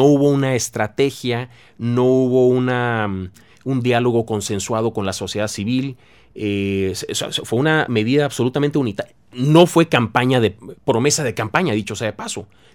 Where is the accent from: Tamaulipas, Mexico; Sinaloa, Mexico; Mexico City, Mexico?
Tamaulipas, Mexico; Tampico; Esto te lo puedo decir yo personalmente porque soy de Tampico y lo viví, y lo vive mi ciudad.